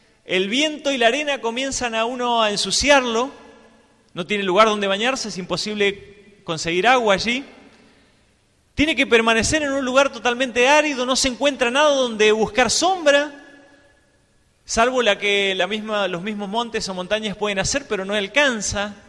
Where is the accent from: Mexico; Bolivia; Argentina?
Argentina; Mendoza; yo soy de Mendoza y me gusta escalar.